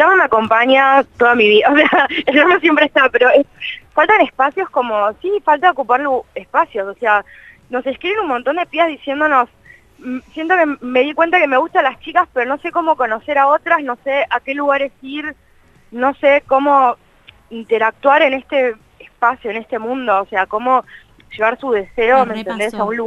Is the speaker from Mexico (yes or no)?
no; Buenos Aires, Argentina; soy periodista, soy de Capital Federal.